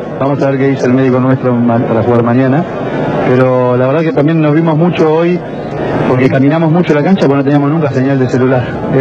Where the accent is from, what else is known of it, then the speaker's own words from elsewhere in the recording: Argentina; que sufren los argentinos, que somos todos argentinos.